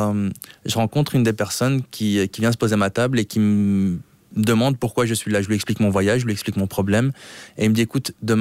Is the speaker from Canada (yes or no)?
no; Brussels, Brussels-Capital Region, Belgium; Oui, j'ai grandi à Bruxelles et à Bruxelles, ben voilà, c'est une ville assez cosmopolite.